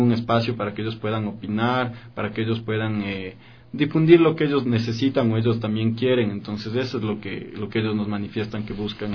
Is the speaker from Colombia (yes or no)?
no; Ecuador; nos debemos sentir orgullosos de lo que somos los ecuatorianos.